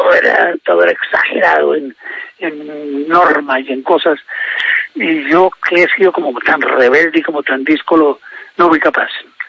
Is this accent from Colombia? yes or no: yes; Bogotá, Colombia; also born or lived in Mesitas del Colegio; donde mis papás vivieron, donde nacimos los primeros 5 hijos. Solo que al nacer yo, a los poquitos meses de nacer, la familia se vino para Bogotá.